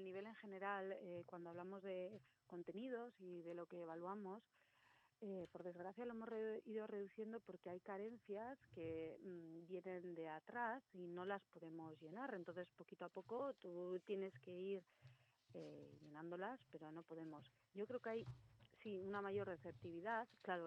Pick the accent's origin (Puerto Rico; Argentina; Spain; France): Spain; Basque Country; first language Basque; Spanish is a second language; Sí, alguno lo tengo así muy oxidado, pues euskera, mi lengua materna